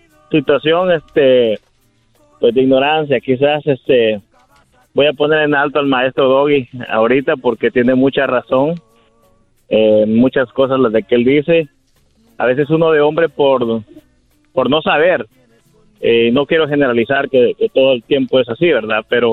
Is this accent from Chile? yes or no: no; El Salvador; yo soy de El Salvador, y pues yo allá era investigador de la policía